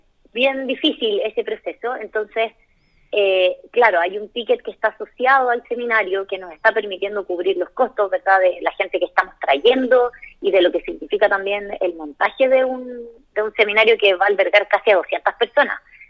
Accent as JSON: {"language": "Spanish", "country": "Chile", "said": "¿Cómo lo traemos a Chile? ¿Cómo lo hacemos real, pero en mi país, para nuestra gente?"}